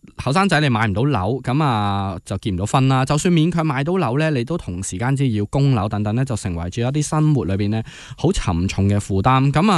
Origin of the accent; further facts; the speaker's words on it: Hong Kong; 其实几年之前我们香港人已经讲的了